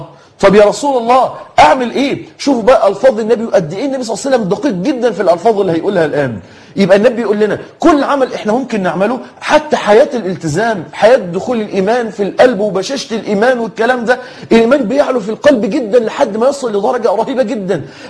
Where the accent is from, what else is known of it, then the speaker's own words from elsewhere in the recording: Egypt; أنت عارفين المثل اللي بيتقال عندنا في مصر كده